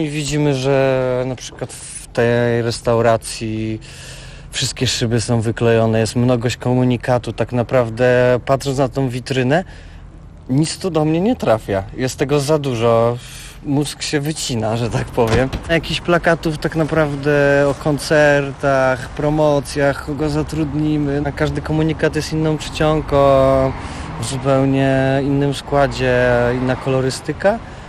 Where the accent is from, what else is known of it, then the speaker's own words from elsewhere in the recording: Poznań, Greater Poland Voivodeship, Poland; Tak, jestem stąd.